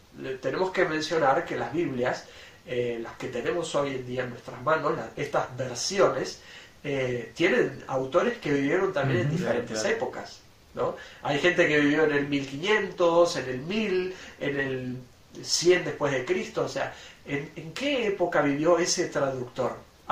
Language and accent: Spanish; Argentina; somos argentinos, nacimos en Sudamérica, aquí en este lado del mundo, que tenemos ciertas creencias.